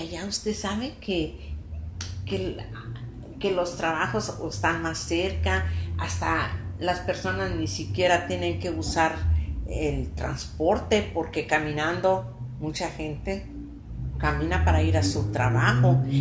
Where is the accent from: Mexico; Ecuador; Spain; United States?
Mexico; Contrahierba, San Luis Potosí; mi mamá era de la capital, de San Luis. Yo nací en San Luis, pero yo creo que 4 o 5 días me llevaron a Contrahierba, y allí viví hasta que me casé.